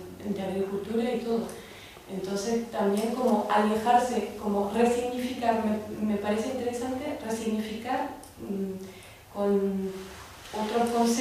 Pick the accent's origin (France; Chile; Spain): France; Spanish is a second language; que yo soy francesa y en mi idioma no existe la palabra cuidados.